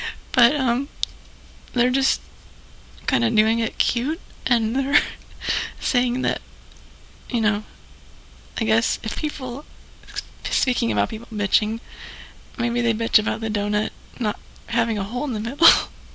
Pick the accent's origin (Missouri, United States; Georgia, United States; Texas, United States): Georgia, United States; Macon; Oh, I'm from Macon, Georgia.